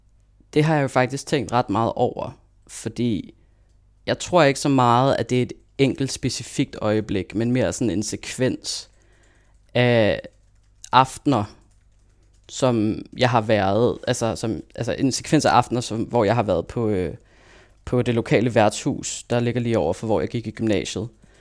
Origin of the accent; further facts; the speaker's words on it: Copenhagen, Capital Region of Denmark, Denmark; now in Aarhus, Denmark; Fordi nu bor jeg i Aarhus. Jeg er født og opvokset i København, men nu bor jeg i Aarhus.